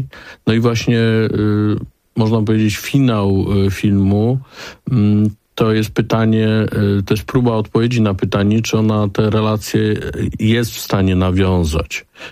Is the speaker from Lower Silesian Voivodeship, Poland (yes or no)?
no; Łódź, Łódź Voivodeship, Poland; now in Warsaw, Poland; Ja jestem zresztą łodzianinem, chociaż od wielu lat mieszkam już w Warszawie pod Warszawą, ale ta centrum Łodzi to jest jakby, to są miejsce mojego dzieciństwa, mojego wzrastania.